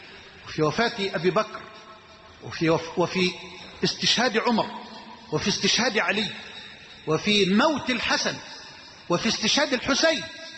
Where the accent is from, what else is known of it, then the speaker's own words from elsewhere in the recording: Egypt; واجعل بلدنا مصر أمنا أمانا سخاء رخاء